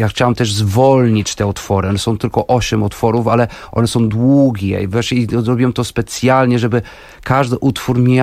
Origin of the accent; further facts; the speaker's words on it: Porto, Norte, Portugal; Polish is a second language; also born or lived in Wrocław; now in Warsaw, Poland; No w Warszawie jestem od 8 i faktycznie we Wrocławiu mieszkałem 10 lat, bo jestem wrocławianinem z Polski. Jestem wrocławianinem z Porto.